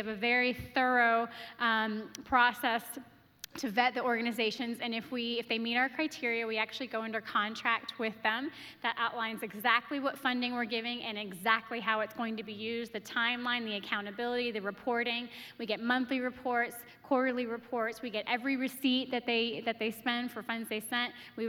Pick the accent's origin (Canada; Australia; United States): Canada; Toronto, Ontario; born there; and I was born in Toronto.